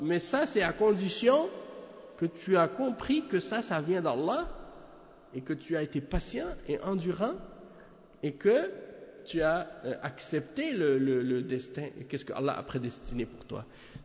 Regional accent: Canada; Et si je leur dis « Je viens du Canada »

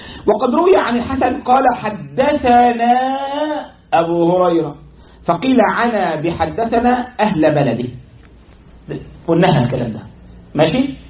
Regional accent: Egypt; now in United States; او واحد عندنا في مصر يقول حدثني بما وراء النهر يقصد نهر النيل

